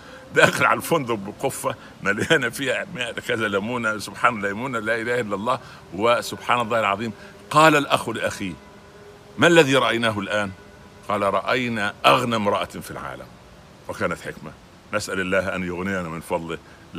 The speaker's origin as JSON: {"language": "Arabic", "region": "Upper Egypt", "country": "Egypt", "said": "او الفلاح عندنا في الصعيد"}